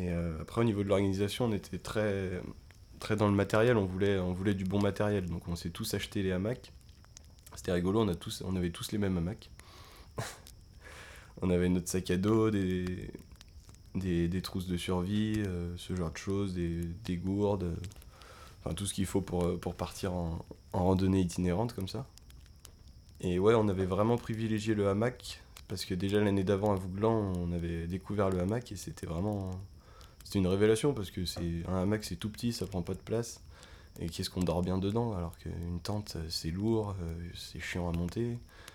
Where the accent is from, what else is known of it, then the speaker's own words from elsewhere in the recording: Auvergne-Rhône-Alpes, France; alors que nous, on vient du Beaujolais, donc le Jura, c'est pas très loin, c'est 1 heure de route, 2 heures de route.